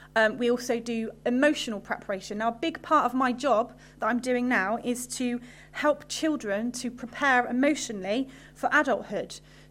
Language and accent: English; Henbury, South West England, United Kingdom; I used to come here to this church when I was younger, and I grew up in Henbury. I went to Henbury School, so I'm a local girl.